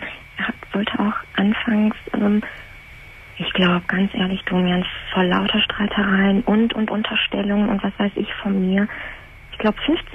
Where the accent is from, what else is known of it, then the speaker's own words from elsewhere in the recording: Syria; German is a second language; now in Germany; Ich komme aus Syrien, er auch, aus dem arabischen Land. Sind Muslime.